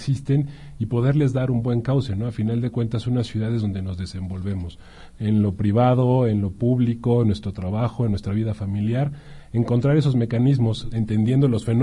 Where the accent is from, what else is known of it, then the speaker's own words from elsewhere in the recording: Mexico City, Mexico; yo nací y crecí en el Distrito Federal, y sí era un poquito más complicado jugar en las calles